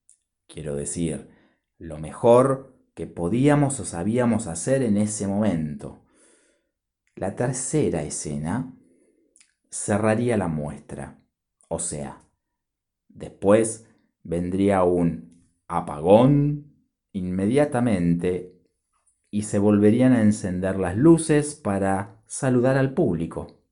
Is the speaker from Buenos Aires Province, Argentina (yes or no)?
no; Rosario, Santa Fe, Argentina; born there; Lila es de mi ciudad natal, de Rosario, en Argentina.